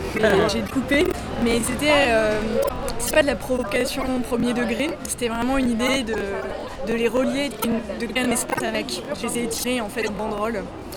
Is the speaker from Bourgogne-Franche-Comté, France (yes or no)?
yes; Bourgogne-Franche-Comté, France; j'ai eu mon bac et ensuite j'ai fait les beaux-arts à Dijon. Je suis de Bourgogne, tu vois.